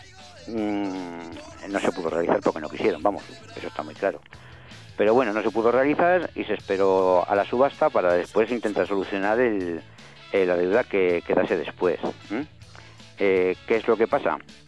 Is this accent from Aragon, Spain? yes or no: yes; Ejea de los Caballeros, Aragon, Spain; Sí, vivo en Egea y soy de Egea.